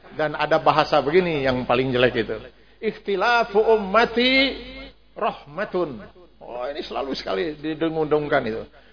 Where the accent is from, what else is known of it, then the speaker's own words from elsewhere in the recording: Cipanas, West Java, Indonesia; Cipanas Garut itu tempat kelahiran saya. Saya teh dilahirkan, dibesarkan teh di Cipanas, nepi ka SMP. Jadi kalau saya pulang ke Cipanas Garut, eta mah balik kampung lain rekreasi, saya mah.